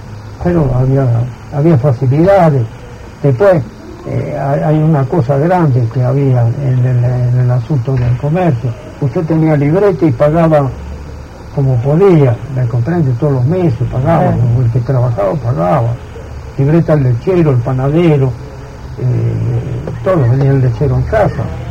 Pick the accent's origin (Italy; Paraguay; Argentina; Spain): Italy; Spanish is a second language; Y yo soy italiano, no voté una sola vez.